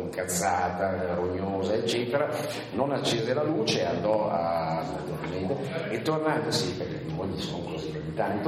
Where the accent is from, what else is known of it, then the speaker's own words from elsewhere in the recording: Bellano, Lombardy, Italy; l'unica geografia solida è quella, diciamo, di Bellano, del mio paese, ecco che nel corso degli anni Bellano è diventato il teatro di tutte le mie storie.